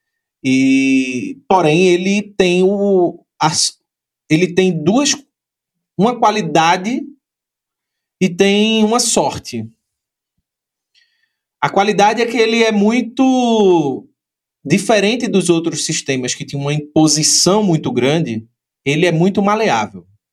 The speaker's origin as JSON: {"language": "Portuguese", "town": "Recife", "region": "Pernambuco", "country": "Brazil", "said": "Eu sou recifense e sou amante do carnaval."}